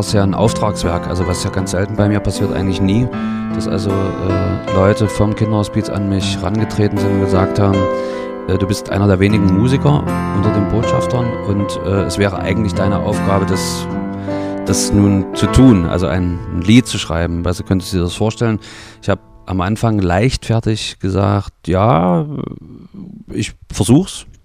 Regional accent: Halle, Saxony-Anhalt, Germany; moved away; Na, in meiner alten Heimatstadt, nach Halle.

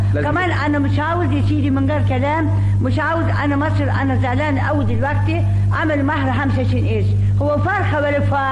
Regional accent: Ankara, Turkey; moved away as an adult; now in Egypt; أصل تركيا من أناضول من أنقرة

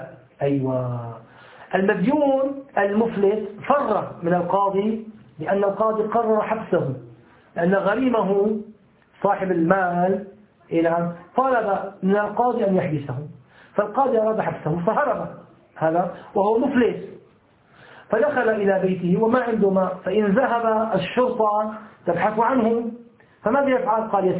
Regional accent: Syria; مثل ما يحصل الآن في المناطق المحاصرة عندنا في سوريا

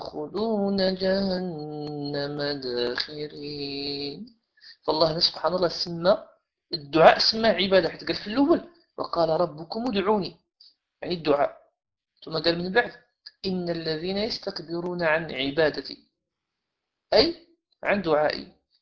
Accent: Morocco; السادات اللي عندنا في المغرب

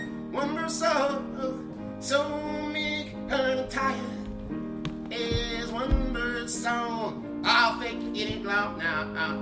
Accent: Minneapolis, Minnesota, United States; I'm from the South Side of Minneapolis. Minneapolis, South Side.

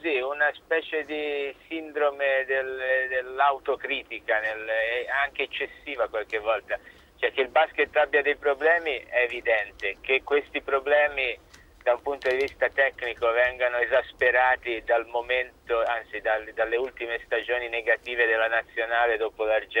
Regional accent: Livorno, Tuscany, Italy; Ma io sono livornese

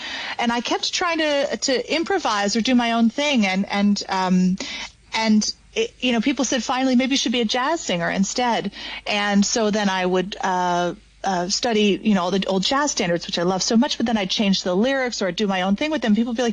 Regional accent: Brooklyn, New York, United States; Well, actually, I was born and raised in Brooklyn until I was about 11 years old. And I grew up in a big artist loft.

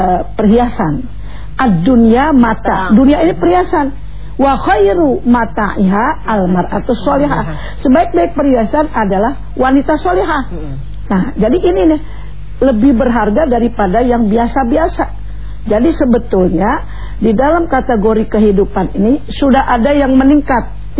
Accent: Jakarta, Indonesia; Orang tua udah bingung, sebagai orang Betawi saya ini ya, dulu selalu begitu.

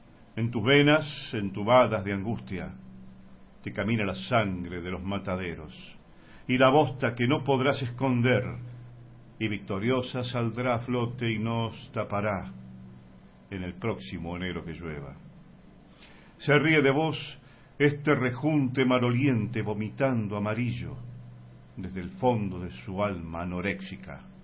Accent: Buenos Aires, Argentina; born there; now in Córdoba, Argentina; soy porteño renegado devenido en cordobés.

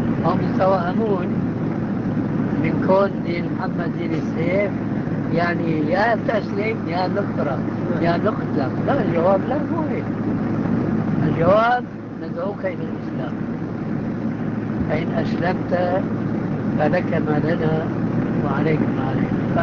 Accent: Damascus, Damascus Governorate, Syria; عندنا في دمشق كنا محكومين الفرنسويين

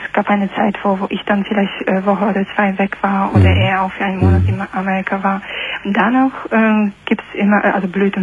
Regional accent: Poland; German is a second language; Aus Polen.

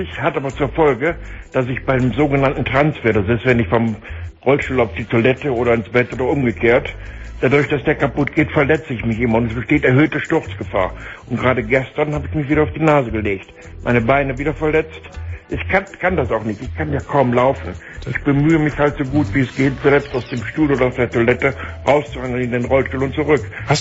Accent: Solingen, North Rhine-Westphalia, Germany; born there; also born or lived in Berlin; Ich bin dann von Berlin wieder nach Hause gezogen, in meine Geburtsstadt nach Solingen.

